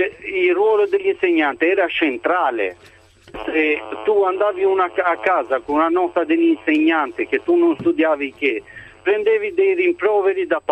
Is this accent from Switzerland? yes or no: no; Albania; now in Italy; io le dico, vengo dall'Albania.